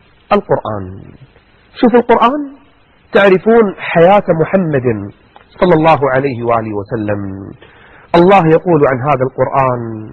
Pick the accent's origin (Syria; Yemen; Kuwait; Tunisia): Kuwait; عندنا بالكويت